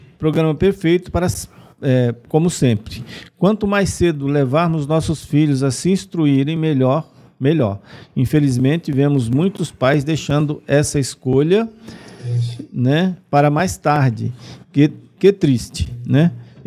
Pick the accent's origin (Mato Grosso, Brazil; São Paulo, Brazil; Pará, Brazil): Pará, Brazil; Belém; em Belém do Pará, minha terra natal, com mais de 2 milhões de devotos